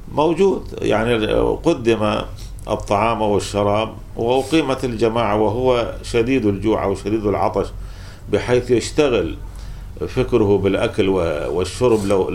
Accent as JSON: {"language": "Arabic", "country": "Kuwait", "said": "عندنا في الكويت العصر أشد من الظهر"}